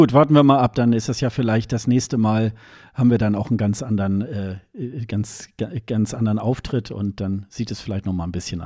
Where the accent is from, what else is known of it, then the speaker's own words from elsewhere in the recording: Germany; zumindest für mich als Westeuropäer, als Deutscher eigentlich ein ganz gängiger Song